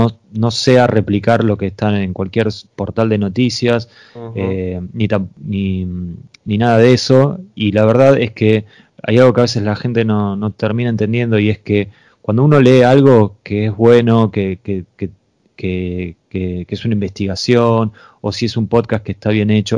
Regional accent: Argentina; yo soy consciente que soy un argentino y estoy haciendo un podcast

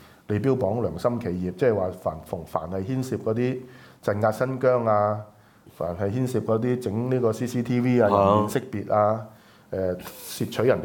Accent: Hong Kong; 你國泰割我哋香港人喎

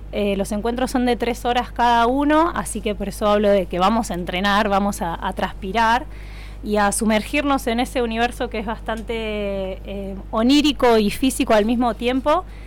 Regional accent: La Plata, Buenos Aires Province, Argentina; soy nacida en La Plata, allá pasé mi infancia y adolescencia, allí también me formé.

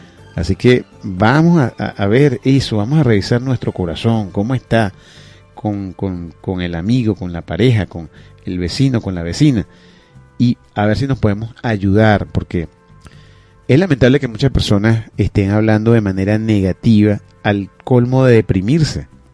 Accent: Venezuela; no solamente somos ciudadanos de Venezuela, sino también somos ciudadanos del mundo.

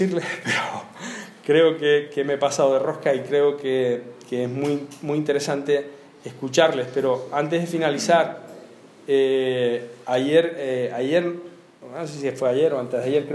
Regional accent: Canary Islands, Spain; No cabe más una playa artificial en mi tierra. En Lanzarote hay proyectadas dos playas artificiales. Y yo tengo bronca con los míos allí.

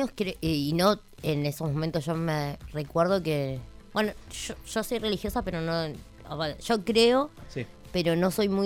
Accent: Argentina; Y como somos los argentinos, ¿viste?

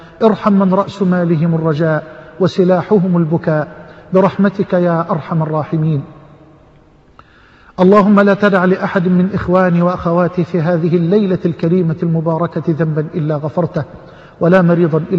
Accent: Egypt; واجعل بلدنا مصر واحة للأمن والأمان

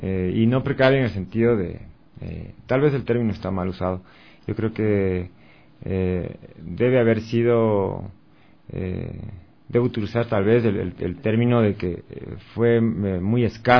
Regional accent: Latacunga, Cotopaxi, Ecuador; fue como músico invitado de una banda de rock clásico en mi ciudad, en La Tacunga, yo soy de La Tacunga

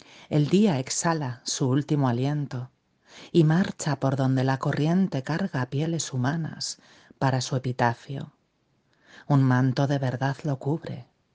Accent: Spain; now in San Sebastián, Spain; soy una poeta española, vivo en el País Vasco, en una ciudad llamada Donostia

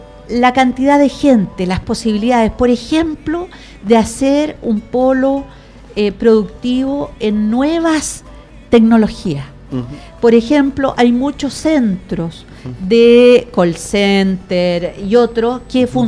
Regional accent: Puente Alto, Santiago Metropolitan, Chile; no hay que contar mucho que somos de Puente Alto

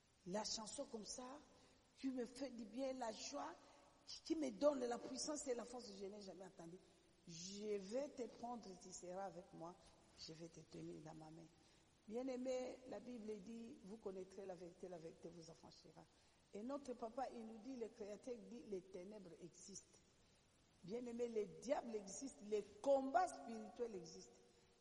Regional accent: DR Congo; parce que je suis congolaise

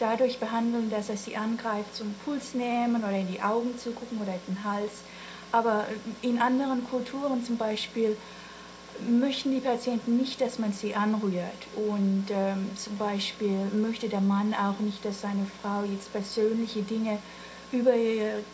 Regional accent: Gainesville, United States; now in Germany; ich bin in Gainesville sogar aufgewachsen mit deutschen Eltern.

